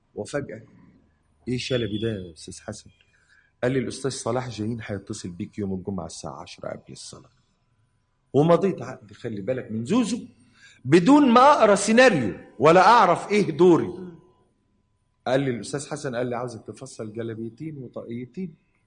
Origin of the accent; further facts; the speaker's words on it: Cairo, Cairo Governorate, Egypt; وأنا ابن البلد، ابن حي الضرب الأحمر.